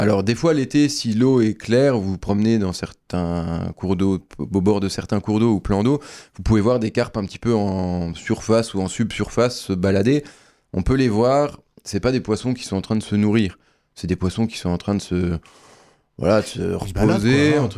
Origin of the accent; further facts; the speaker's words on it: Grand Est, France; chez nous en Meurthe-et-Moselle.